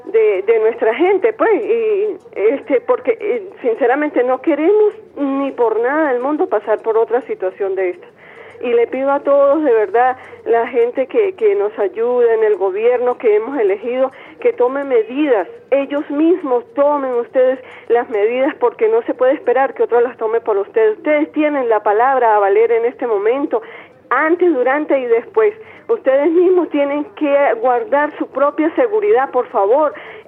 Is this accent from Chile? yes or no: no; Venezuela; como una venezolana más